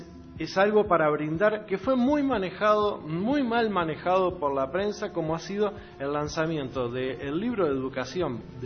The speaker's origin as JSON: {"language": "Spanish", "country": "Uruguay", "said": "Uno puede ir como uruguayo por el mundo y decir, yo vengo de un clima que tiene cuatro estaciones."}